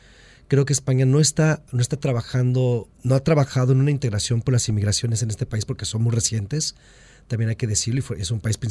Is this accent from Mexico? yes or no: yes; Mexico; Soy mexicano, tengo una simbiosis muy profunda con Estados Unidos, como norteamericanos que somos